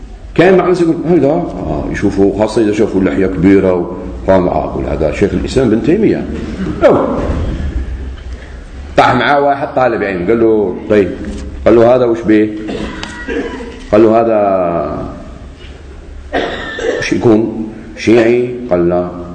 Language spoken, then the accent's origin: Arabic; Algeria; خاطر هو سعودي وأنا جزائري